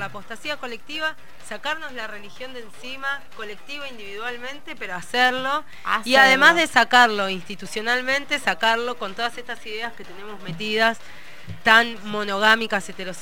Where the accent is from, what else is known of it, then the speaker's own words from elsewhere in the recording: Buenos Aires, Argentina; Lesbiana y docente. En provincia soy de Buenos Aires, sí. En zonas muy heavy.